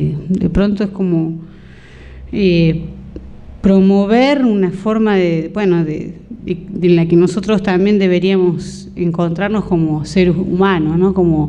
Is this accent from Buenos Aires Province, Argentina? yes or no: no; Cosquín, Córdoba, Argentina; born there; uno se aleja de su pueblo, cuando yo soy nacida en Cosquín y de pronto En algún momento me fui, bueno, volví